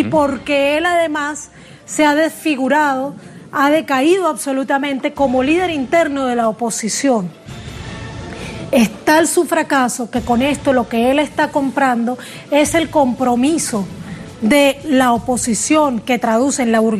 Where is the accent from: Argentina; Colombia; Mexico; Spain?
Colombia; also born or lived in Venezuela; tú sabes que soy colombo venezolana.